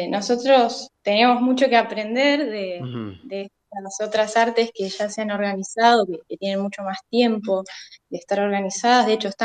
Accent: Santa Rosa, La Pampa, Argentina; now in Buenos Aires, Argentina; Sí, yo soy pampeana, soy de Santa Rosa. Sin embargo, para poder formarme y ejercer mi profesión, tuve que irme a Buenos Aires

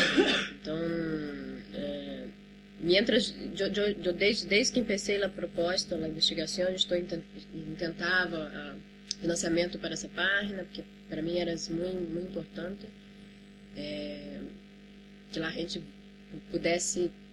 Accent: Brazil; desde uma mirada de curadoria de um como estrangeira em vários países, como brasileira

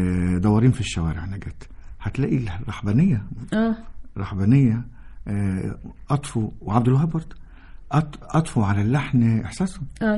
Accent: Egypt; احنا كمصريين جيناتهم مش هتتغير اصلا

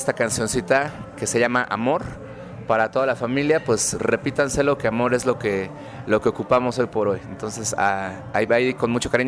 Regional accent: Mexico; yo voy a hablar personalmente de pues, mi tierra, ¿no? De México y de Latinoamérica, de este continente.

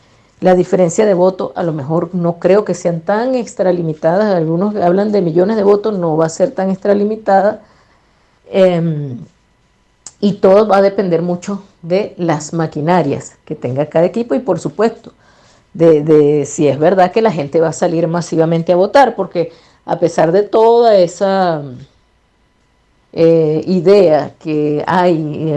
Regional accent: Venezuela; nosotros como venezolanos y venezolanas aspiramos a eso

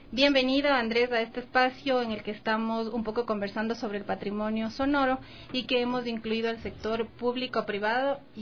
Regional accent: Quito, Pichincha, Ecuador; que nosotros como quiteños debemos resguardar

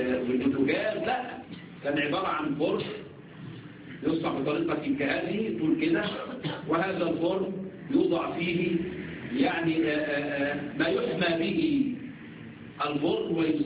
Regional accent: Egypt; عندنا في مصر يقول لك يا البني ادم ده انتخ.

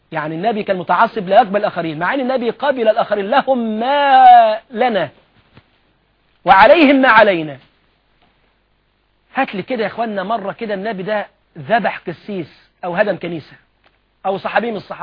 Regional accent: Egypt; مؤتمر الأديان اللي كان عندنا في مصر

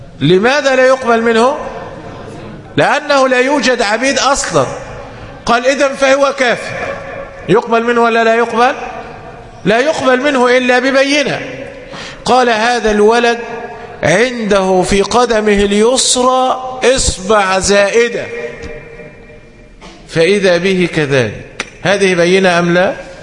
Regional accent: Egypt; والحمد لله عندنا في مصر يعني من ذهب إلى القسم أو النيابة هناك أسماء وعائلات لا أصل لها

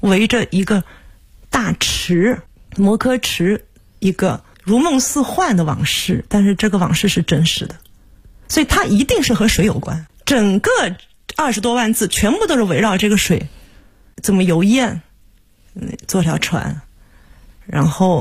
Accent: Suzhou, Jiangsu, China; also born or lived in Nanjing; 是因为我是苏州人，这是一个对老家的致敬，然后我生在南京，而且苏州文化对我的影响非常大。

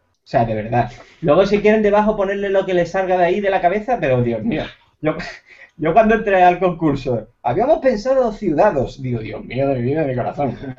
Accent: Andalusia, Spain; Yo soy andaluz, pero tengo que tener un ramalazo catalán por algún lado.

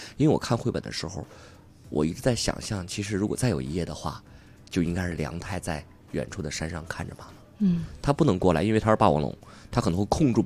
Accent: Beijing, China; 是我们北京人非常优秀的演员

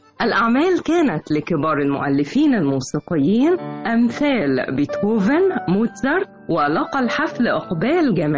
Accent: Egypt; الاغاني اللي ليها علامات مميزه في حياتنا كلنا كمصريين او في الوطن العربي

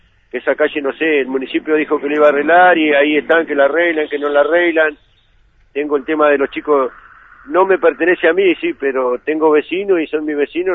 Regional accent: Viedma, Río Negro, Argentina; viví toda la vida en Viedma, soy nacido y criado acá en Viedma

